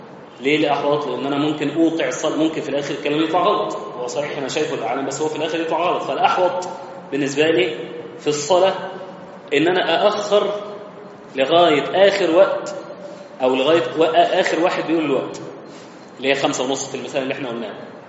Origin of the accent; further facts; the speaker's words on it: Egypt; عندنا هيئة المساحة، عندنا في مصر